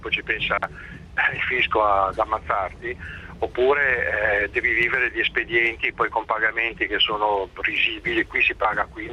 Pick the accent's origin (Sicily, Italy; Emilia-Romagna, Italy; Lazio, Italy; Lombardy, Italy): Lombardy, Italy; Milan; io sono di Milano, ho studiato dai Salesiani